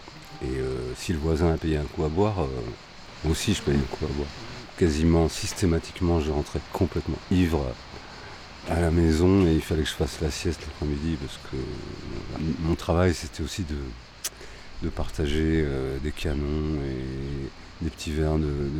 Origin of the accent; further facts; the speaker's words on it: Paris, Île-de-France, France; also born or lived in Le Puy-en-Velay; Paris et le Puy, ma grand-mère, ouais.